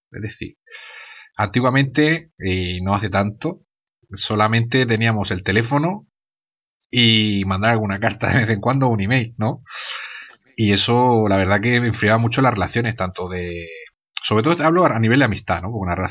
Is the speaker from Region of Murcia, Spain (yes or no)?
yes; Murcia, Region of Murcia, Spain; Yo estudié en la Universidad de Murcia, lógicamente, pues soy de Murcia